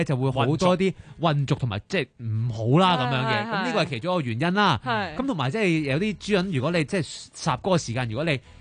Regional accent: Hong Kong; 系我哋香港人特别喜欢食响铃嘅啫。

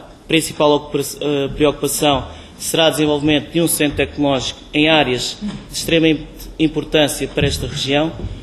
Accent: Oliveira do Hospital, Coimbra, Portugal; eu sou natural do Oliveira do Hospital, sempre ouvi falar na Cibeira

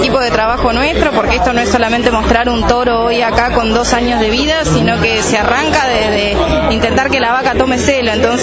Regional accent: Buenos Aires Province, Argentina; Como todo bonaerense, con agua por todos lados.

